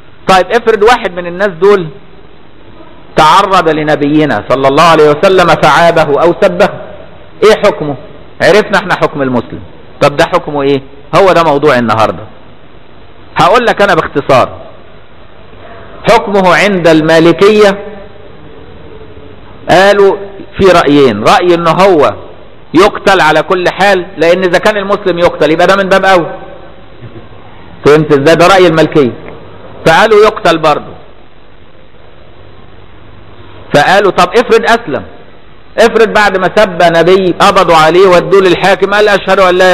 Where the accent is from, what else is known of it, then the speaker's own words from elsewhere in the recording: Egypt; عندنا في مصر